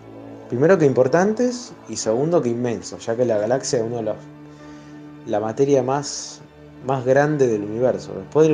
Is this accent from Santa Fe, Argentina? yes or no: yes; Rosario, Santa Fe, Argentina; acá de Rosario.